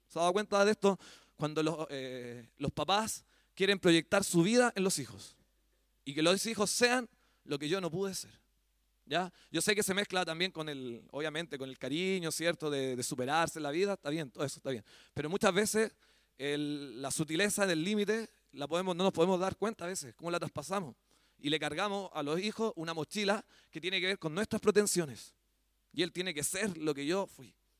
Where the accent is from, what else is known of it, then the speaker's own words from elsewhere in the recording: Chile; Hablábamos el otro día con un hermano acá de este tema también que se nos instaló como chilenos.